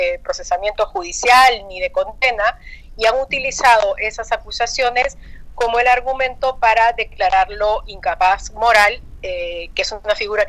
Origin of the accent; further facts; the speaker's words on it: Peru; como peruana y como periodista estoy por supuesto completamente conectada 24/7